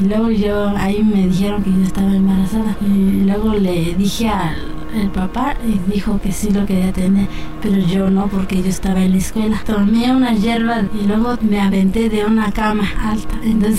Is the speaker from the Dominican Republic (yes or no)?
no; Oaxaca, Mexico; Soy de Oaxaca, Mazateca.